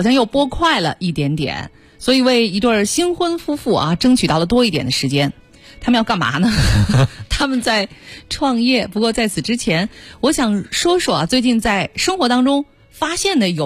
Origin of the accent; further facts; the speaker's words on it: Beijing, China; 那个时候我们北京人乃至就是可能还有北京以外的一些中国人的生活状况。